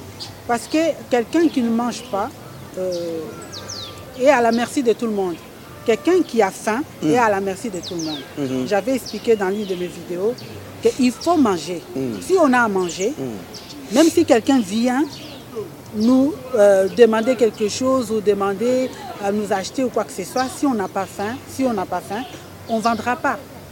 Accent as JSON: {"language": "French", "country": "DR Congo", "said": "Je suis congolaise."}